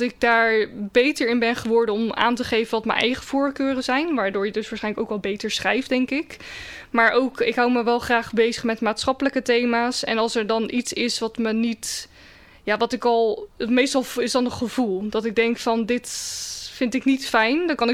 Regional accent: Rotterdam, South Holland, Netherlands; ik ben in Rotterdam geboren, ben er opgegroeid.

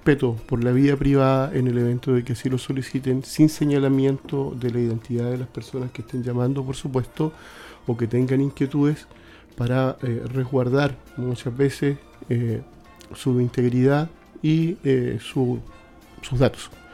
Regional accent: Concepción, Biobío, Chile; nacido y criado acá en Pedro del Río, acá en Concepción. Mis abuelos también fueron vecinos de acá

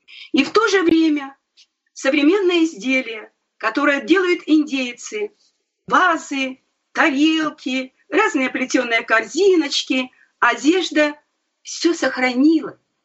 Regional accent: Krasnoyarsk, Krasnoyarsk Krai, Russia; born there; Вот я вспомнила свое детство. Я родилась в Красноярске.

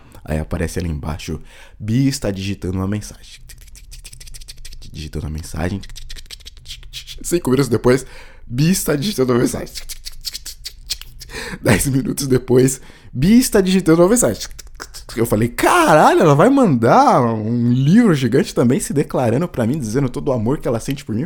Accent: Carapicuíba, São Paulo, Brazil; eu sou de Carapicuíba

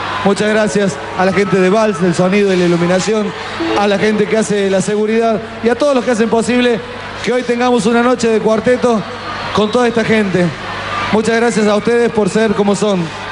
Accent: Argentina; Somos argentinos.

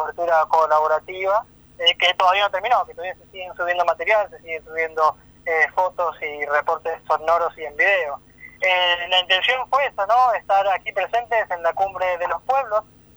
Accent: Patagonia, Argentina; será que somos de la Patagonia, será que somos comunitarios

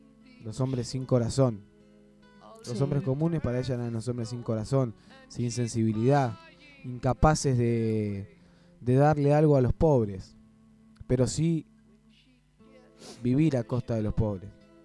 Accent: Argentina; Como argentino me llena de orgullo que Evita haya sido argentina.

